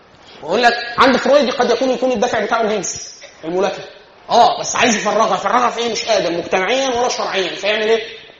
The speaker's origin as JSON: {"language": "Arabic", "country": "Egypt", "said": "احنا كمصريين مثلا في اخر 2000 سنه ما شفناش وحش واحد"}